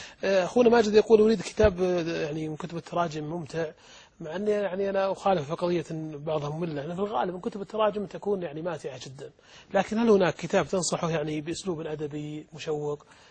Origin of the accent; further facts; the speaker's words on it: Saudi Arabia; وعندنا في السعودية أيضا